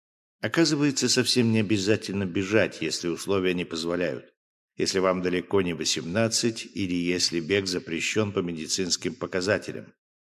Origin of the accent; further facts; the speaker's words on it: Smolensk, Smolensk Oblast, Russia; в последние годы в моем родном городе Смоленске, где я живу